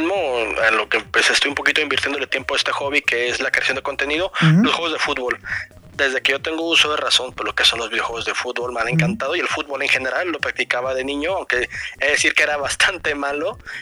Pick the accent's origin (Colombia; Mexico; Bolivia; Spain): Mexico; yo creo que como buen mexicano todos empezamos de dos maneras en el mundo de los videojuegos.